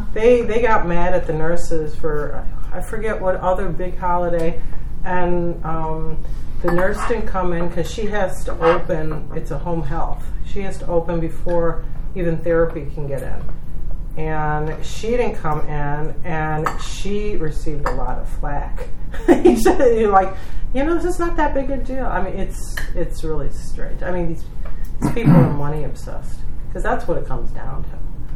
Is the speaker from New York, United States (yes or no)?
yes; New York City, New York, United States; But remember, I grew up in New York City, so I'm even more paranoid.